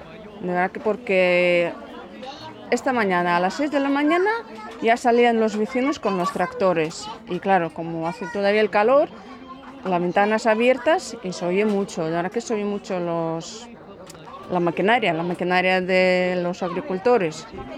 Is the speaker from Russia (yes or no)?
yes; Russia; Spanish is a second language; moved away; soy de Rusia. Pues llevo aquí viviendo pues casi 4 años.